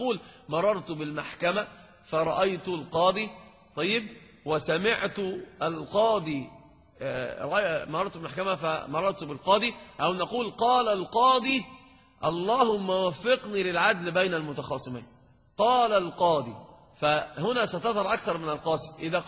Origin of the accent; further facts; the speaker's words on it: Egypt; انت عندنا في مصر اذا تكلمت عن الصحراء